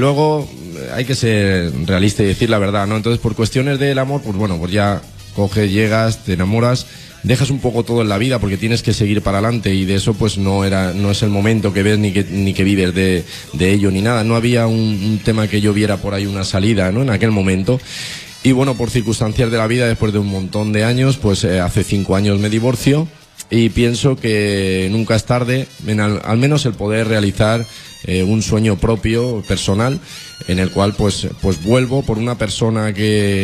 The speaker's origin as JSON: {"language": "Spanish", "town": "Valencia", "region": "Valencian Community", "country": "Spain", "tie": "born there", "said": "Bueno, pues mira, nací aquí en Valencia, de una familia humilde y de padres carniceros"}